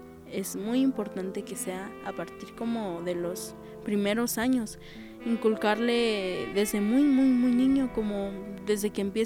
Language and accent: Spanish; Chiapas, Mexico; first language Tzotzil; Spanish is a second language; Mis papás, mis abuelos me enseñaron, me inculcaron desde que yo nací, pues, el tzotzil. Y pues sí, es mi lengua materna